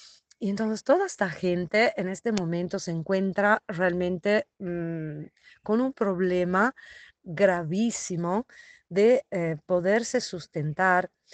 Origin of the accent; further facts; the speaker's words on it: Italy; now in Bolivia; soy italiana, pero hace muchos años trabajo en Bolivia, en la cárcel San Pedro de La Paz.